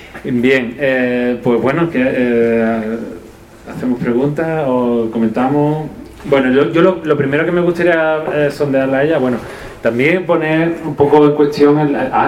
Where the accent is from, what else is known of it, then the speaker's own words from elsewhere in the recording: Cádiz, Andalusia, Spain; Somos como tres marcianos en un ascensor, porque yo vengo de Cádiz de...